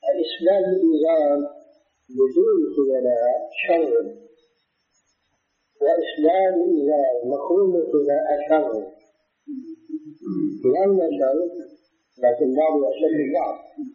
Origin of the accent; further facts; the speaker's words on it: Syria; لكن مثل العام عندنا في سوريا هذا الميت لا يستحق هذا العام.